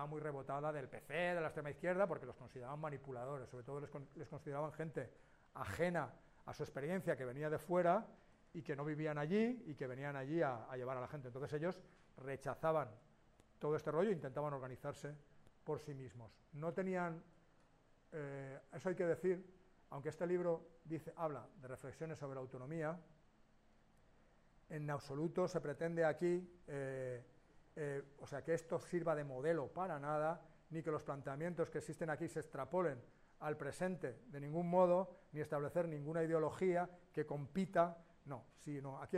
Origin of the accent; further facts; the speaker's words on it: Valencia, Valencian Community, Spain; habla de Valencia, porque yo soy de Valencia, y lo viví desde ahí